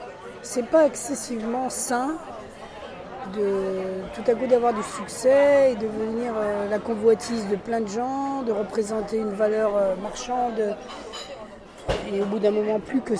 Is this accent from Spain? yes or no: yes; Spain; Je suis un espagnol.